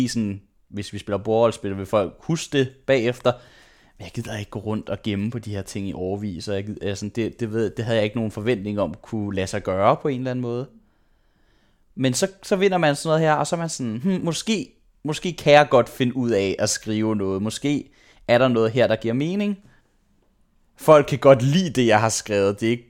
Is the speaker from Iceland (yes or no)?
no; Frederiksberg, Capital Region of Denmark, Denmark; also born or lived in Aarhus; Jeg er født i Aarhus, men det flyttede jeg hurtigt væk fra. Det kan jeg ikke huske. Så flyttede jeg til Frederiksberg, og så boede jeg der indtil jeg var 20. Og der gik jeg i børnehave, der gik jeg i folkeskole, der gik jeg i gymnasiet.